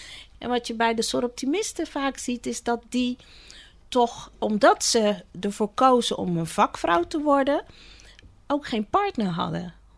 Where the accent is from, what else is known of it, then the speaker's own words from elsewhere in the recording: Zeist, Utrecht, Netherlands; also born or lived in Suriname / Rotterdam; Ik ben in 1970 geboren in Suriname. Maar ik woon al vanaf 1974 in Nederland. Hier in Rotterdam als eerste aangekomen en vervolgens in Zeist opgegroeid. En sinds 1995 woon en werk ik weer hier in deze regio.